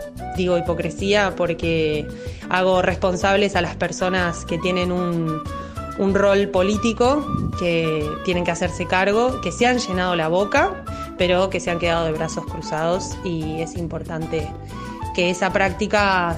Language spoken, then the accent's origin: Spanish; Argentina; tengo 28 años, soy argentina